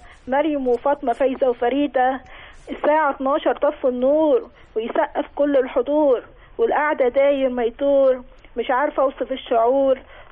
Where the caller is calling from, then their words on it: Giza, Giza Governorate, Egypt; انا بتكلم من الجيزه.